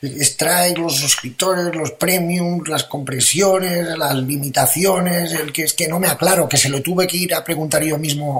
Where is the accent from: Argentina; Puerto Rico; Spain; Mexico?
Spain; Catalonia; como soy catalán, ya lo pillo